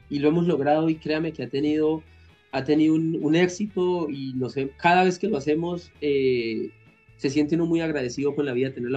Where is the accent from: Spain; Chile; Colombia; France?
Colombia; eso somos como colombianos, eso somos como seres humanos